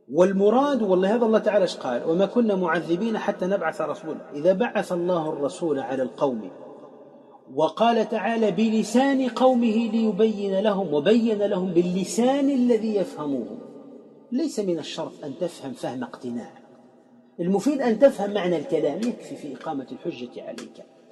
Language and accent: Arabic; Tunisia; وعندنا في تونس الحضر